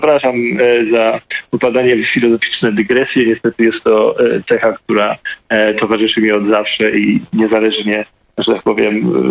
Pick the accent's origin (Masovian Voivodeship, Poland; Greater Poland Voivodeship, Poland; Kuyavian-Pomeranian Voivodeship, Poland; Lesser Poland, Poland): Masovian Voivodeship, Poland; Pionki; Ja faktycznie pochodzę z małego miasta postrobotniczego, miasta, które jest bardzo ciekawym przykładem, bo właściwie całe zostało ufundowane na istniejących tam właśnie w moich rodzinnych pionkach, na zakładach broni